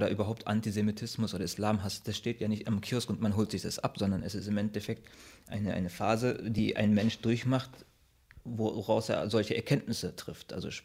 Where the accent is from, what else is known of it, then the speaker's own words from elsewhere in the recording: Kiel, Schleswig-Holstein, Germany; born there; also born or lived in Turkey / Berlin; ich bin 36 mittlerweile. Ich bin in Kiel geboren, bin zwischenzeitlich in der Türkei zur Schule gegangen, 5 Jahre und dann im Anschluss 1986 nach Deutschland wieder zurückgekommen, aber dann direkt nach Berlin.